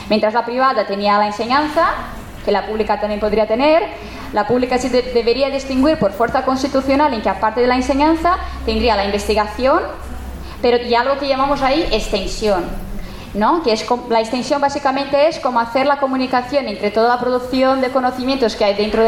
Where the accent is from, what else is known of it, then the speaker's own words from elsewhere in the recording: São Paulo, Brazil; la gente no piensa que yo vengo de Brasil y que por lo tanto estábamos todos ahí en Brasil, en São Paulo, sembrando maíz